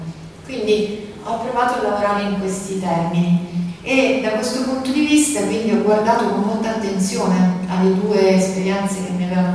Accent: Rome, Lazio, Italy; come romana, ho frequentato moltissimo il museo in tutti questi anni, compatibilmente col fatto che per qualche anno appunto sono stata, vivevo altrove, e dirigevo un museo in Toscana.

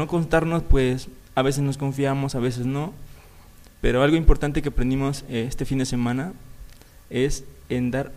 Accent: Xochitepec, Morelos, Mexico; Venimos del municipio de Xochitepec y estamos ahora sí que aquí juntos

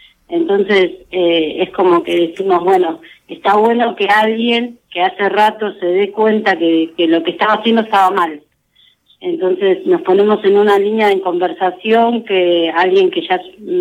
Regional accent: San Vicente, Buenos Aires Province, Argentina; Yo soy de San Vicente

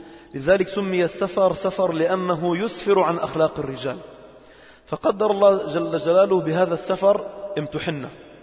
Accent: Lebanon; يعني مش مفتوح مثل عندنا في لبنان

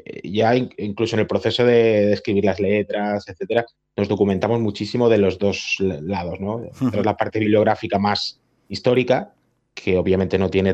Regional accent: Barcelona, Catalonia, Spain; unos estudios muy conocidos para los que somos de Barcelona

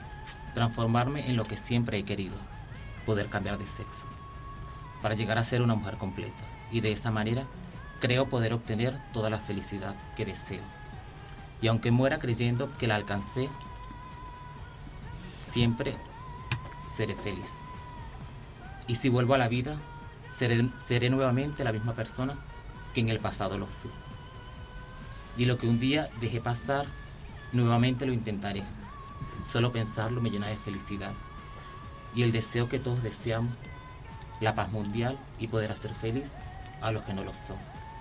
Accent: Venezuela; born there; Fueron hechas en países y en mi país natal, Venezuela.

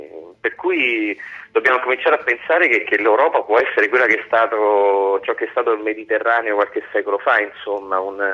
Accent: Rome, Lazio, Italy; Io sono romano

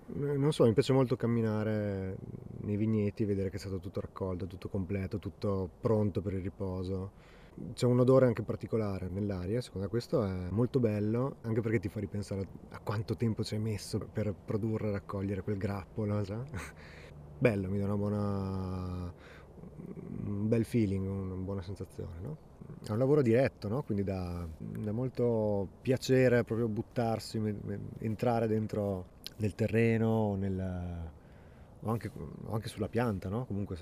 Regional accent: Rovereto, Trentino-Alto Adige, Italy; sono nato e cresciuto a Rovereto, in Valle Agarina

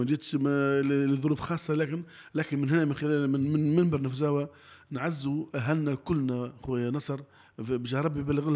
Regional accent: Tunisia; متخلينا احنا مواطنين تونسيين نعيشوا اعز عيشة في الدنيا

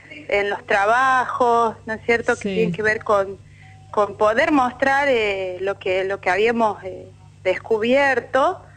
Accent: La Rioja, Argentina; Nací en La Rioja y vivo todavía en La Rioja.

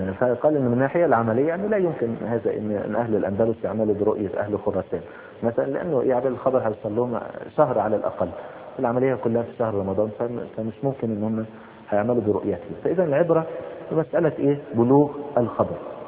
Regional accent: Egypt; يعني مثلا زي مثلا ايه السلوم مثلا عندنا في مصر

